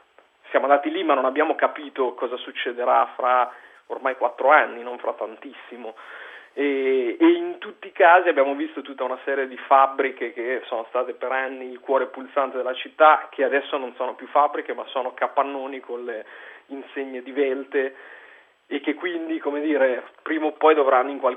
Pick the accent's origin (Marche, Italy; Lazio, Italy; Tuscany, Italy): Marche, Italy; Ancona; now in Milan, Italy; io non sono milanese di nascita perché vengo da Ancona, ma sono ormai milanese da 13 anni, quindi conosco la città